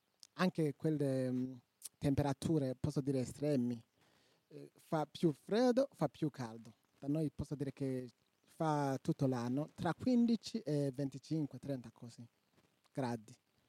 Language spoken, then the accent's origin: Italian; Burundi; Italian is a second language; now in Italy; Vengo dal Burundi, un paese che si trova in centro-est Africa.